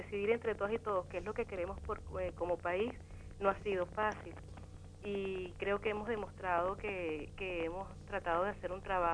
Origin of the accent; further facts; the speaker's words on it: Venezuela; now in Argentina; nosotras y nosotros como venezolanos. Por eso es que nosotras y nosotros como colectivo, como personas que estamos acá compartiendo con ustedes en la Argentina